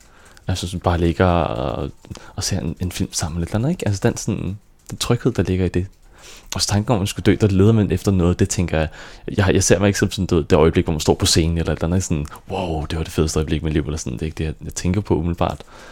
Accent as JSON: {"language": "Danish", "town": "Frederikssund", "region": "Capital Region of Denmark", "country": "Denmark", "tie": "born or raised there", "said": "jeg voksede op i Frederikssund, ude i sådan en lille by ved siden af"}